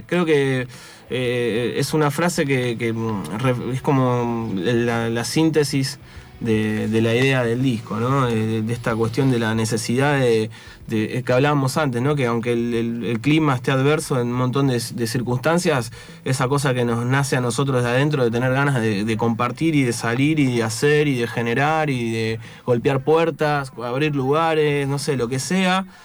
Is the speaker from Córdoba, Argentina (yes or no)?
no; Haedo, Buenos Aires Province, Argentina; Yo soy de la zona, soy de Aedo.